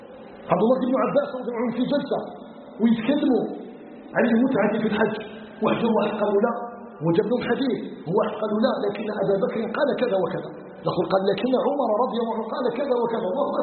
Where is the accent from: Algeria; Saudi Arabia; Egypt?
Algeria; أن يجعل بلدنا الجزائر بلدا آمنا مطمئنا